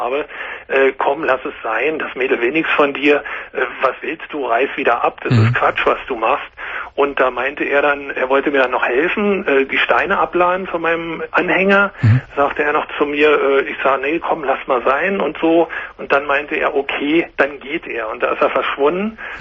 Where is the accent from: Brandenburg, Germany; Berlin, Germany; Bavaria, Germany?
Berlin, Germany; ursprünglich bin ich Berliner